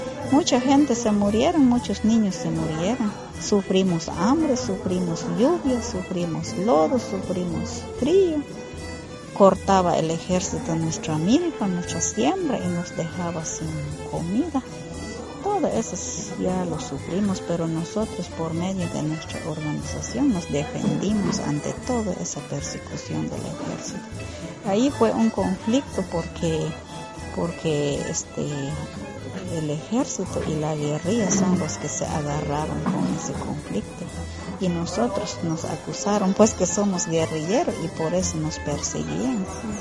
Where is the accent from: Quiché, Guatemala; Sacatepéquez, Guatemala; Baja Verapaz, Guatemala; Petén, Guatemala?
Quiché, Guatemala; Cuando nosotros nos fuimos a las montañas porque el ejército de Guatemala entraron en nuestras comunidades donde vivíamos antes. Yo era una niña de 6 años